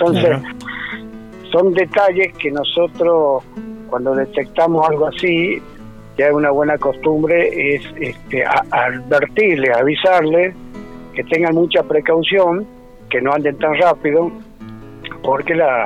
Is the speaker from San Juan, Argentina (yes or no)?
yes; San Juan, Argentina; Yo no soy de acá, soy sanjuanino